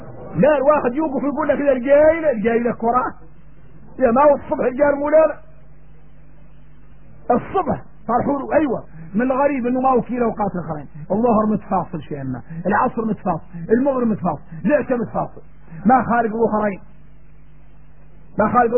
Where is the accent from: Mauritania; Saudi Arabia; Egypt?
Mauritania; احنا موريتاني ان الشمس طاح في البحر